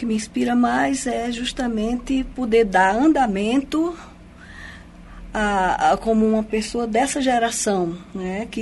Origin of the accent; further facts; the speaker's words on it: Paraíba, Brazil; moved away as an adult; now in Foz do Iguaçu, Brazil; Sou paraibana, sangue quente.